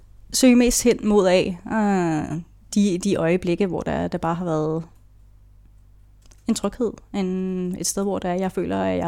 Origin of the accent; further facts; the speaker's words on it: Gadstrup, Zealand, Denmark; jeg er født og opvokset i Gastrup, sådan lige i nærheden af Roskilde. Der har jeg stort set boet næsten hele mit liv. Jeg gik endda i folkeskole i den selv samme